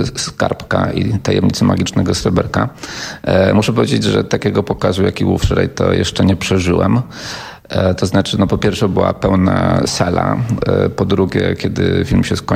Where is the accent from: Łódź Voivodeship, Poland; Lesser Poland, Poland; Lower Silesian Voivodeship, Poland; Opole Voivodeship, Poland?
Lesser Poland, Poland; Trzebinia; No ja pochodzę z Trzebini, więc to jest na granicy Małopolski i Śląska.